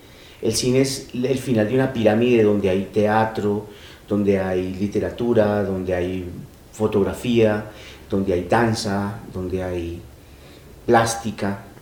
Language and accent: Spanish; Medellín, Antioquia, Colombia; now in Bogotá, Colombia; vine de Medellín a Bogotá a trabajar en la ópera